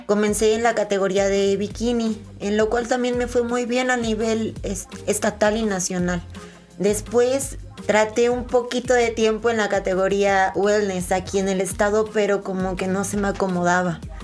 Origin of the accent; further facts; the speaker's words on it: Xalapa, Veracruz, Mexico; soy la segunda veracruzana, pero primera jalapeña